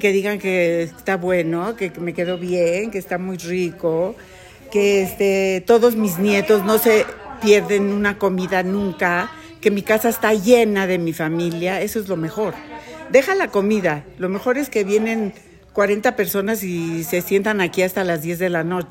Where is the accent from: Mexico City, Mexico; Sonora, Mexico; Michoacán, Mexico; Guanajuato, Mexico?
Mexico City, Mexico; born there; Yo nací en la Ciudad de México el primero de junio de 1948.